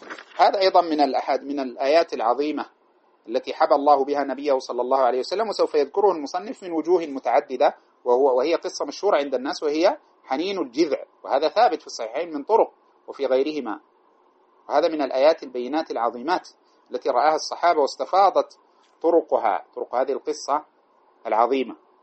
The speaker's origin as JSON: {"language": "Arabic", "country": "Sudan", "said": "الذي يقرأ عندنا في السودان بروايته"}